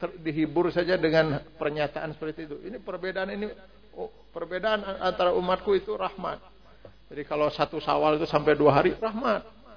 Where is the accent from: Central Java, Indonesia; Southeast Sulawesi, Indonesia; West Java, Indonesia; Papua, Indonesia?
West Java, Indonesia; Cipanas; Cipanas Garut itu tempat kelahiran saya. Saya teh dilahirkan, dibesarkan teh di Cipanas, nepi ka SMP. Jadi kalau saya pulang ke Cipanas Garut, eta mah balik kampung lain rekreasi, saya mah.